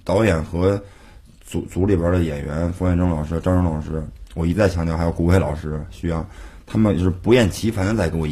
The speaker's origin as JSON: {"language": "Chinese", "region": "Beijing", "country": "China", "accent": "Beijing", "said": "我是北京人，我说话容易北京腔"}